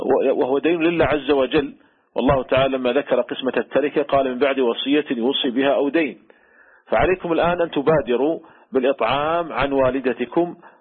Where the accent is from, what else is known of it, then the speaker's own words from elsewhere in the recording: Saudi Arabia; وأيضا هي ممنوعة من وزارة التجارة عندنا في المملكة العربية السعودية